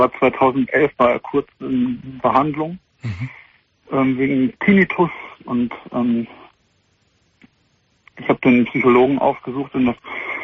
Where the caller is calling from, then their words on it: Heidelberg, Baden-Württemberg, Germany; Das ist der dritte Stock, aber es ist Altbau hier bei uns in Heidelberg.